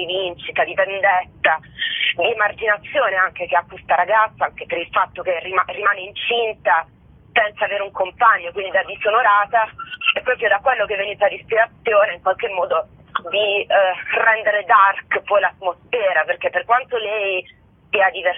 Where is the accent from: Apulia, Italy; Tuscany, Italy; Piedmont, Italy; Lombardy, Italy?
Apulia, Italy; Bari; sicuramente io sono barese